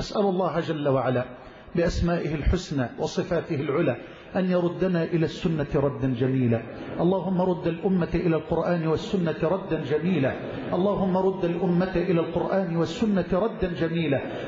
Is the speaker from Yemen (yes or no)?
no; Egypt; واجعل بلدنا مصر أمنا أمانا سخاء رخاء